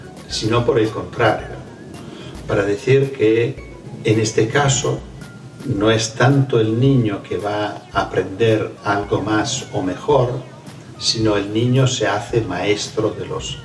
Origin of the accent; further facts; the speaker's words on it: Fano, Marche, Italy; En un pequeño pueblo, que es mi pueblo natal, Fano